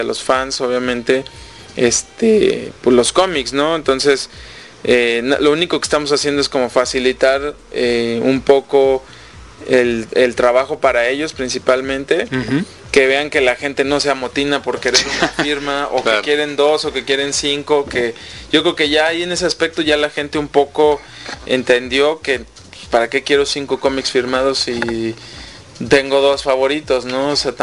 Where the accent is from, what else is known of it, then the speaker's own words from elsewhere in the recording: Mexico; Aquí el problema en México es que, como buenos mexicanos, nos ha costado mucho trabajo